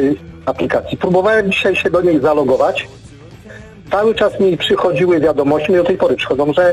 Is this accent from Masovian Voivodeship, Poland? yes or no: yes; Gostynin, Masovian Voivodeship, Poland; jestem z Gostynina.